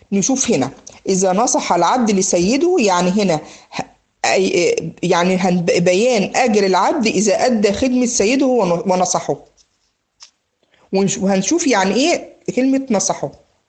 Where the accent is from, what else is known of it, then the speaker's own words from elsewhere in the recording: Egypt; بيقول له زي ما بنقول عندنا في مصر هنا ايه